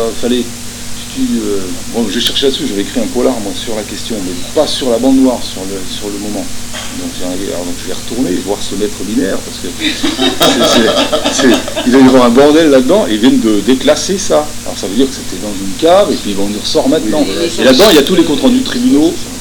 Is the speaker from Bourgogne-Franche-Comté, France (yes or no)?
yes; Le Creusot, Bourgogne-Franche-Comté, France; also born or lived in Montchanin; Moi, je suis né au Creusot. Hein. Je suis né au Creusot, moi. Ouais, je suis creusotin.